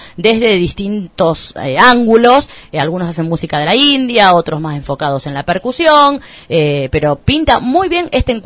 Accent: Huerta Grande, Córdoba, Argentina; Los que somos de acá de Huerta

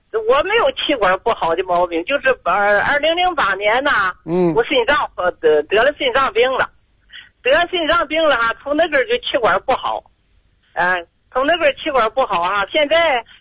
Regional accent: Dandong, Liaoning, China; 我是丹东的。

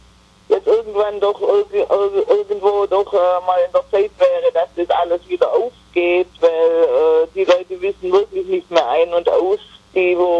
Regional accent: United States; Also mit der Heiratsurkunde als Amerikaner kann ich immer noch rüberreisen.

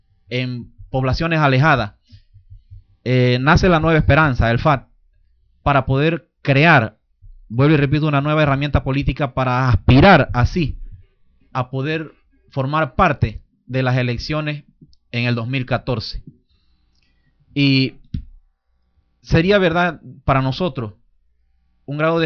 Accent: Panama; es un derecho que tenemos nosotros como panameños, como ciudadanos, de pelear.

